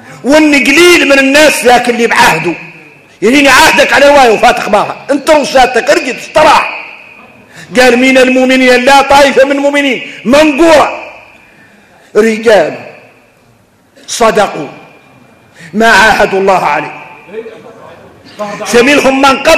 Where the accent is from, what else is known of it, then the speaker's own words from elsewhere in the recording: Mauritania; واحنا موريتاني